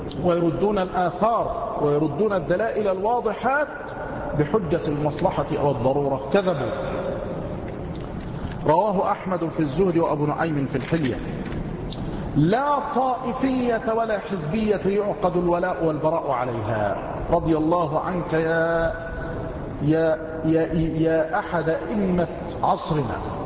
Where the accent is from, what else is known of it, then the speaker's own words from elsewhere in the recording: Mansoura, Dakahlia, Egypt; عندما بقيت في بعض القرى عندنا في المنصورة